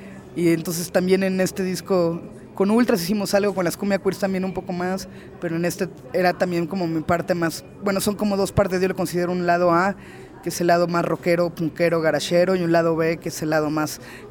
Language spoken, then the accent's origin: Spanish; Veracruz, Mexico; Yo soy de Veracruz, del Puerco, y nada, me vine a estudiar más bien cine acá, allí en el CNA